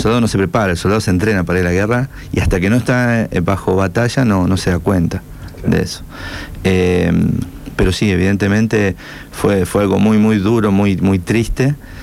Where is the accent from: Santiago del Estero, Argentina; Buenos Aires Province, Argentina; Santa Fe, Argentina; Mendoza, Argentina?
Santa Fe, Argentina; Rosario; Como rescatista, como bombero, como rosarino.